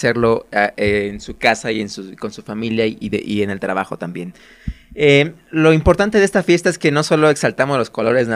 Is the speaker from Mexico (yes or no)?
yes; Mexico; No muchos países la celebran, o al menos no tan exorbitantemente como los mexicanos lo hacemos.